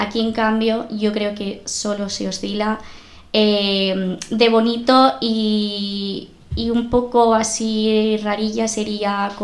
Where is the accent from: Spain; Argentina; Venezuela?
Spain; Asturias; nacido aquí desde siempre, aunque bueno, tengo familia gallega, entonces bueno, soy, por decirlo así, siempre digo que soy mitad asturiana, mitad gallega.